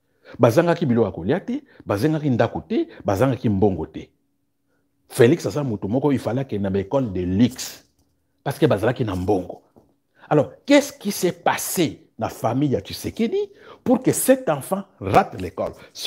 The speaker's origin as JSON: {"language": "French", "country": "DR Congo", "said": "moi je suis congolais muyaka au niveau national je suis congolais au niveau sectoriel je suis muyaka"}